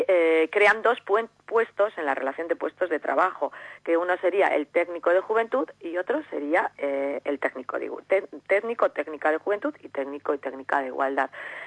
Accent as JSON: {"language": "Spanish", "town": "Llodio", "region": "Basque Country", "country": "Spain", "said": "yo soy ciudadana de Llodio primero"}